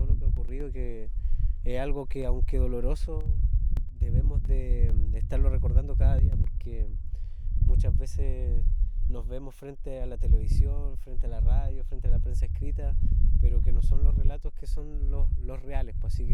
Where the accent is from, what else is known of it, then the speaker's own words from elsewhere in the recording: Quellón, Los Lagos, Chile; de la comuna de Quellón.